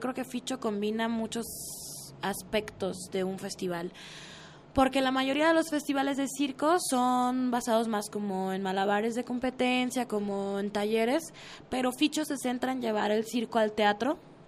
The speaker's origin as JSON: {"language": "Spanish", "town": "Hermosillo", "region": "Sonora", "country": "Mexico", "said": "Sí, soy de Hermosillo, Sonora, del desierto."}